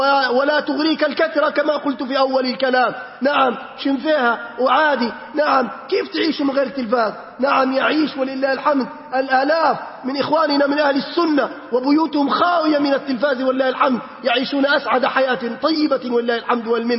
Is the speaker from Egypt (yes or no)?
no; Libya; بلادنا ليبيا الحبيبة بأمس الحاجة أن نرمي هذه الضغائن